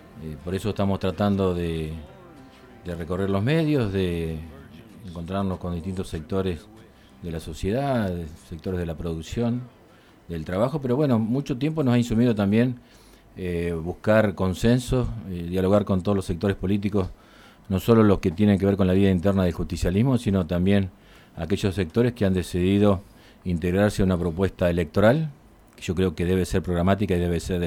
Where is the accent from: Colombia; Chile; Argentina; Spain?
Argentina; General Pico, La Pampa; Nací en General Pico, el 24 de septiembre de 1962. Siempre jugando la pelota en la calle, cuando la calle todavía no era de asfalto, sino de arena.